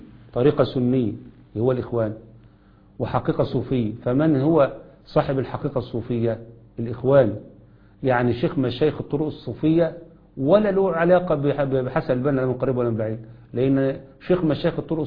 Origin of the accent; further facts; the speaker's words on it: Egypt; زي اللي حصل عندنا في مصر الآن